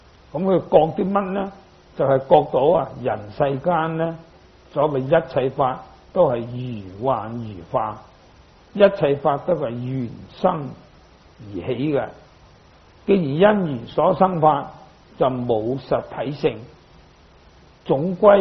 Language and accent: Chinese; Guangdong, China; 那我们广东人有句话，广东就有三宝